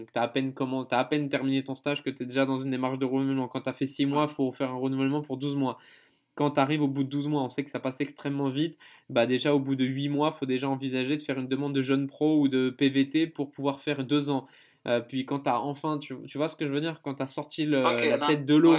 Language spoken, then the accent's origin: French; France